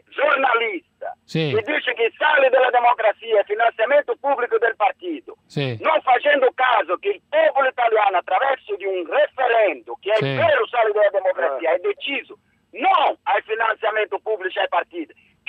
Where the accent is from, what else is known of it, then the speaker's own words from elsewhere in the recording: Brazil; Italian is a second language; Sono brasiliano